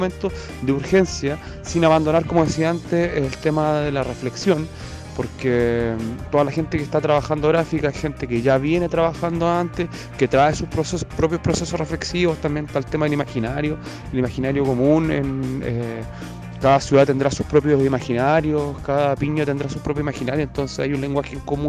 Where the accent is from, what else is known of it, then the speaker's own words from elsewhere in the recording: Concepción, Biobío, Chile; moved away; Sucede que yo me fui de Chile, me fui de Conce, volví después de 6 años, me reencontré con mis antiguos barrios